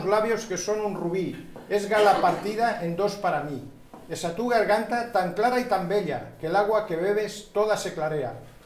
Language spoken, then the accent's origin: Spanish; Castile and León, Spain; De un pueblo de Burgos, de al lado de Santo Domingo, al lado de Santo Domingo de Silos.